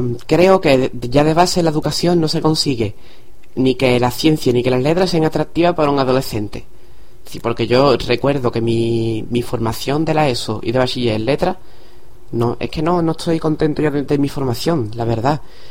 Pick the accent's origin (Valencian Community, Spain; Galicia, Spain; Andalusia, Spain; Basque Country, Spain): Andalusia, Spain; Cádiz; esto de que soy de Cádiz